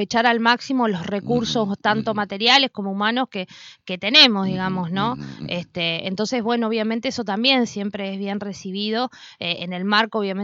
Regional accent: Paraná, Entre Ríos, Argentina; yo vengo de Paraná, no vivo en Paraná

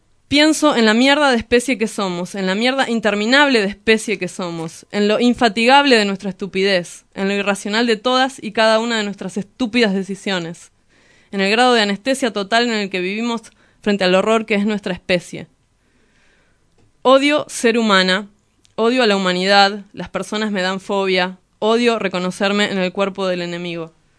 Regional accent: Hurlingham, Buenos Aires Province, Argentina; de Hurlingham, no me quiero ir

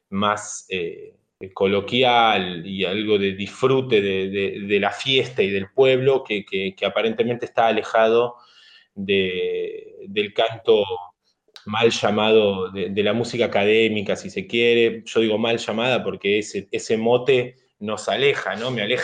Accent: Longchamps, Buenos Aires Province, Argentina; yo primero que soy de un barrio del conurbano, me crié en Longchamps

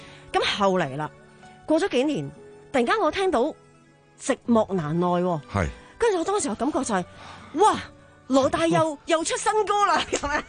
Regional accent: Hong Kong; 作为一个香港人咧

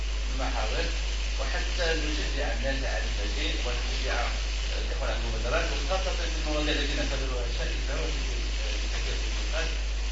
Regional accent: Morocco; نحن شعب مغربي، كلنا مسلمون

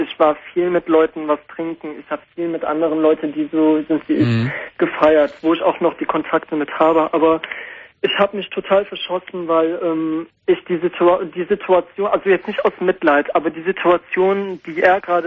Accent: Iran; Also ich bin auch aus dem Iran.

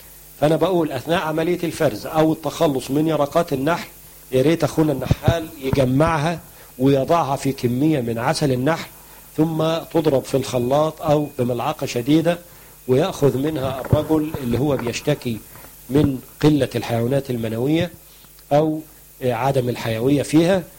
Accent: Egypt; لقاح النخل اللي بنسميه عندنا في مصر الدكر أو غبار الطلع

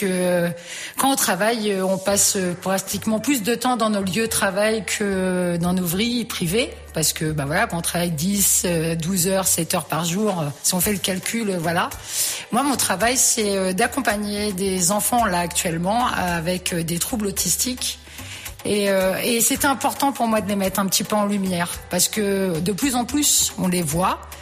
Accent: Bonny-sur-Loire, Centre-Val de Loire, France; je viens de Derrière-Gien, dans un petit village qui s'appelle Bonny-sur-Loire. J'ai 43 ans

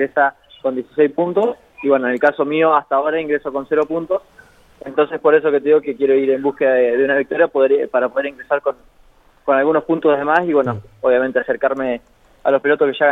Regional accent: La Pampa, Argentina; soy de La Pampa

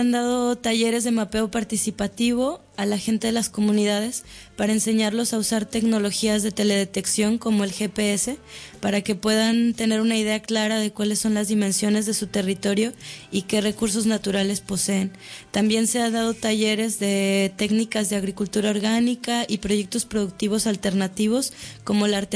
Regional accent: Mexico; now in Barcelona, Spain; soy mexicana, estudié Antropología Social en la Universidad Veracruzana y ahora estoy cursando un máster en Estudios Ambientales en la Universidad Autónoma de Barcelona.

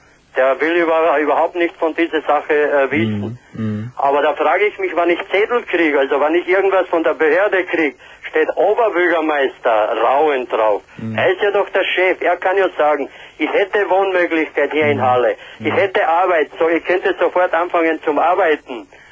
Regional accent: Austria; also born or lived in Croatia; also ich bin in Kroatien geboren, in Österreich aufgewachsen, darum wirst du wahrscheinlich gefragt haben, warum ich so gut Deutsch kann.

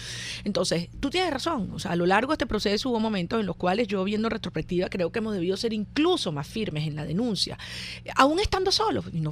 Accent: Venezuela; la mayoría que somos los venezolanos

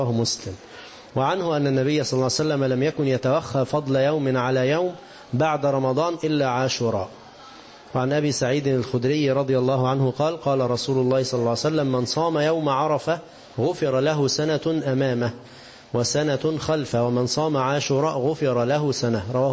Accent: Egypt; مصري ونحن من مصر

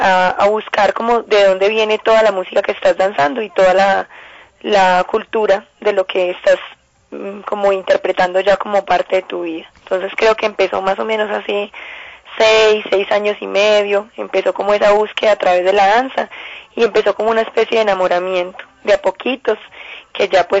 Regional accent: Colombia; es un mundo completamente nuevo para uno como colombiana

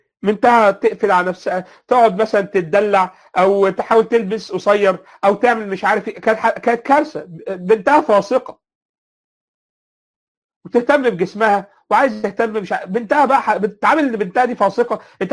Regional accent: Egypt; يعني تلاقي مثلا فكر دخل منين يا جماعه عندنا في مصر

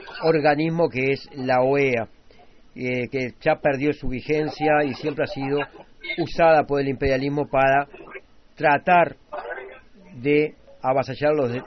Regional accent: Uruguay; desgraciadamente soy uruguayo

